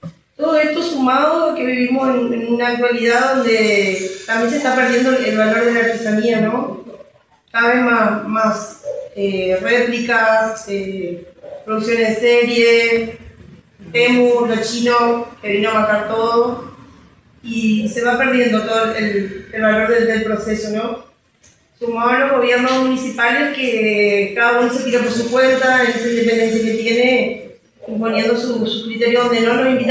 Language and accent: Spanish; Paraguay; born there; yo soy nacida en Paraguay